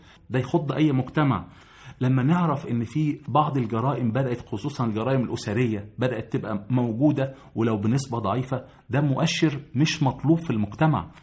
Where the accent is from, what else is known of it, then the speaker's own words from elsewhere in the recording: Egypt; أعزائي المستمعين، في قيمة عندنا في مصر محدش ملتفت إليها